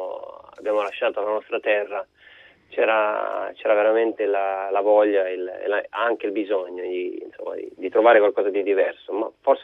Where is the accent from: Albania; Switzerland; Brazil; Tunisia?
Albania; now in Italy; io mi sento albanese con passaporto italiano, quindi mi sento anche italiano.